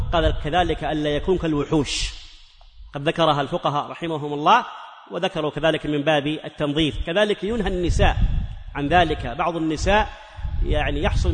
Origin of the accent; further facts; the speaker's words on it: Hejaz, Saudi Arabia; وعندنا في الحجاز إلى قريب يطلقون على الحلاق المزين